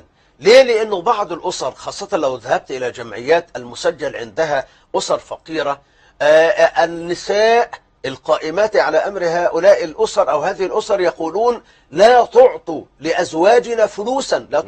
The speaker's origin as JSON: {"language": "Arabic", "country": "Egypt", "said": "أنا عندنا في مصر. أنا بقول عندنا في مصر."}